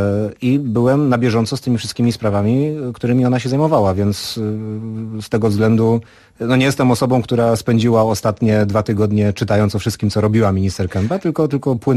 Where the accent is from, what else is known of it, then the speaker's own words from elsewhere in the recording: Racibórz, Silesian Voivodeship, Poland; A racja, moje rodzinne miasto